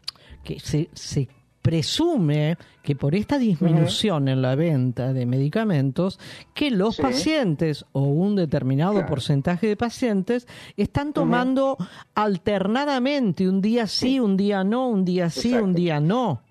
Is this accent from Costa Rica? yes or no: no; Argentina; El consumidor promedio es el argentino. Somos los argentinos.